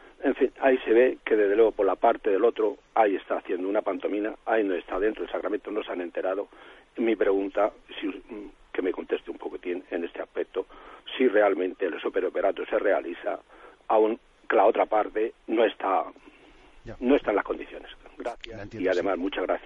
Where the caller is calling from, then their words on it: Murcia, Region of Murcia, Spain; de Murcia.